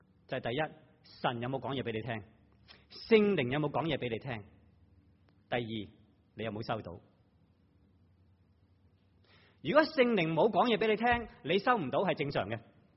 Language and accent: Cantonese; Hong Kong; now in Taiwan; 即我自己在台湾，如果有一个香港的上司，我又是香港人，应该或多或少应该方便一点。